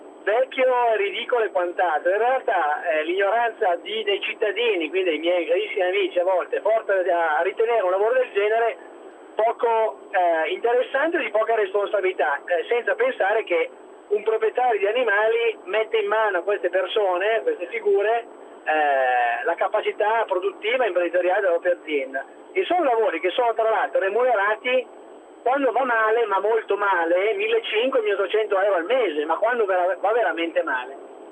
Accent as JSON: {"language": "Italian", "town": "Milan", "region": "Lombardy", "country": "Italy", "said": "sono di Milano, milanese"}